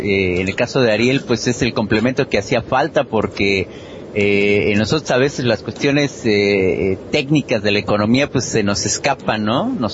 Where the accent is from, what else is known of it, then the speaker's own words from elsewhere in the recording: Mexico; moved away; hacía 12 años no tenía yo noticias de él desde que yo salí de México.